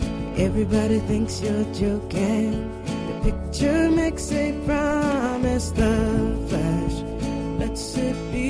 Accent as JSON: {"language": "Italian", "town": "Ostia", "region": "Lazio", "country": "Italy", "tie": "born there", "said": "sono nata a Ostia, 28 chilometri, 2 ore."}